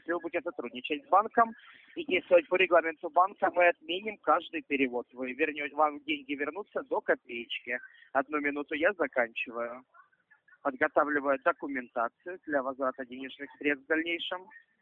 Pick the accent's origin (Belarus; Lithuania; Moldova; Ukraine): Ukraine; now in Moscow, Russia; Я родом из Украины, вы правы.